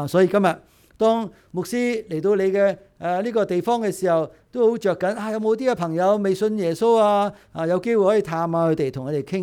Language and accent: Cantonese; Hong Kong; 但系我哋香港人咧系好曳嘅